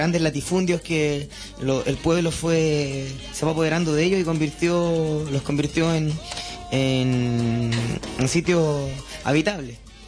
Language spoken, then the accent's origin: Spanish; Chile; Nosotros venimos desde Chile